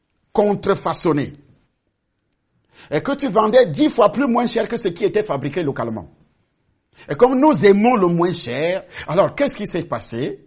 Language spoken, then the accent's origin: French; Cameroon; Quand il y avait des usines occidentales chez nous, au Cameroun, j'ai vu avec mes yeux, à Douala.